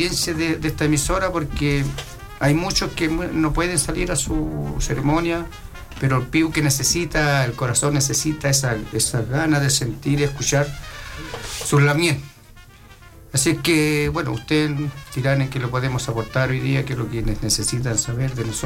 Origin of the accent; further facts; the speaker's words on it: Pedro Aguirre Cerda, Santiago Metropolitan, Chile; vengo de la comuna de Pedro Aguirre Cerda